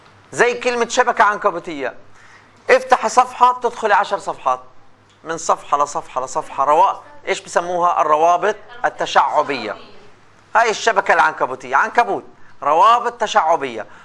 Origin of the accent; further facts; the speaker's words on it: Palestine; عندنا مثلا عندنا في فلسطين إذاعات لا تتجاوز معبر بيت حنون